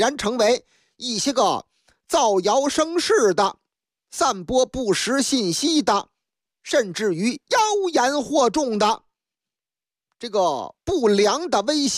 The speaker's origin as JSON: {"language": "Chinese", "town": "Liangshan", "region": "Shandong", "country": "China", "tie": "born or raised there", "said": "嗨，话说我的老家山东哪儿都有好汉啊，特别是梁山县。"}